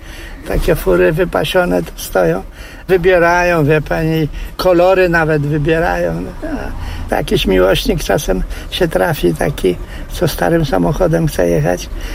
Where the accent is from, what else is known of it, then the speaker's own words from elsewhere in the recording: Toruń, Kuyavian-Pomeranian Voivodeship, Poland; born there; also born or lived in Kamień Pomorski; A w ogóle to się urodziłem koło Torunia, ale mieszkałem w Kamieniu Pomorskim długo. No i stamtąd przyjechałem i już to na stałe, w 61.